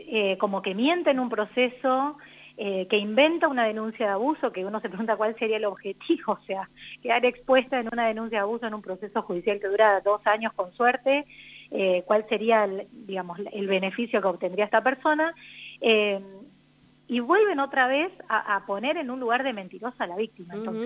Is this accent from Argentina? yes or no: yes; General Pico, La Pampa, Argentina; es en Santa Rosa y nosotras somos de Pico